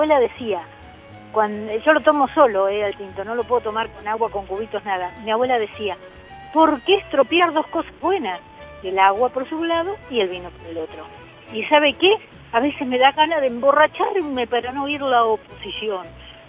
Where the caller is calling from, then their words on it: Merlo, San Luis, Argentina; de Merlo, San Luis